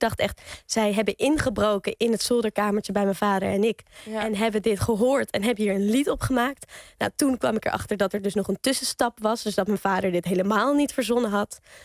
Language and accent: Dutch; Amsterdam, North Holland, Netherlands; ik kom uit het centrum van Amsterdam, bij de Nieuwmarkt. En daar had ik een zolderkamertje.